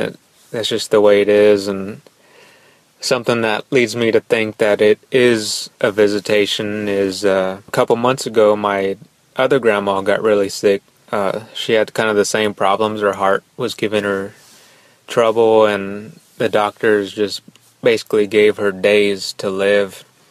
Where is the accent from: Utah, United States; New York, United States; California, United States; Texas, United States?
Texas, United States; San Antonio; I'm from San Antonio, Texas.